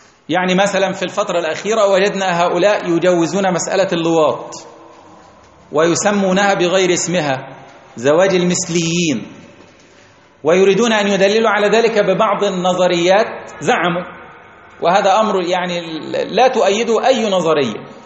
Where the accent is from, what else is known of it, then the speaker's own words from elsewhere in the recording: Egypt; تعال عندنا في مصر ثورة 52